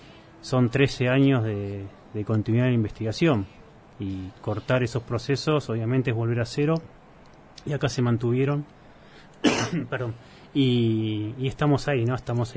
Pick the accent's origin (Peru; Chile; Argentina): Argentina; Junín, Buenos Aires Province; quienes no somos de acá, yo soy de Junín